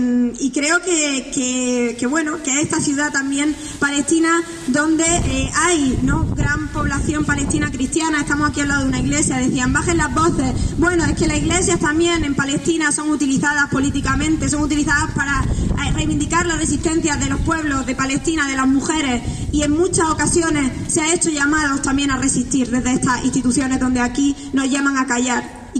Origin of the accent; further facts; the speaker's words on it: Granada, Andalusia, Spain; Yo me considero una mujer andaluza, granaína, palestina, ramblawiye, gazawiye, como se dice en árabe.